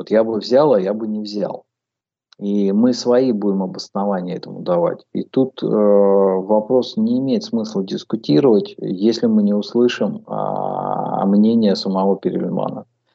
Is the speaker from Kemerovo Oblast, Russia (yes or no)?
yes; Kemerovo Oblast, Russia; moved away as an adult; also born or lived in Tomsk; now in Sevastopol; я проживаю в Севастополе 7 лет. До этого проживал в Томске. То есть я житель и уроженец Западной Сибири. Я родился в Кемеровской области, работал в Кемерово и Томске